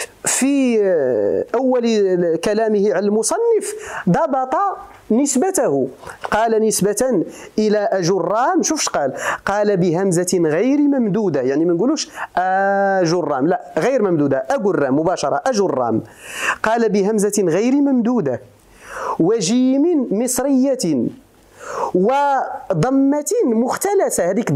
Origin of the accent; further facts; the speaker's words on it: Morocco; لأن البربرية عندنا في المغرب فيها لهجات تختلف